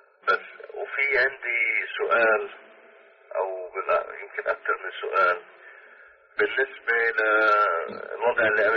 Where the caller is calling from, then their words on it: United States; أنا بتكلم معك من أمريكا.